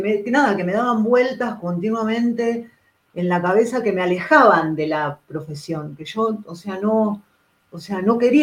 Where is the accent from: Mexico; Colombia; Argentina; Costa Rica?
Argentina; Patagonia; born there; Sigo siendo argentina, orgullosamente argentina, y de esta tierra, y de los Andes, porque yo nací en la Patagonia, y de la Pampa también, o sea, no soy oriental, no soy ni budista, ni hindú tampoco, o sea, no soy de allá, soy de acá.